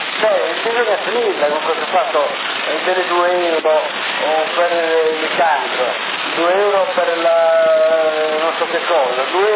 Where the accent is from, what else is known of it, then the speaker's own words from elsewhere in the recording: Sassari, Sardinia, Italy; E vengo da Sassari.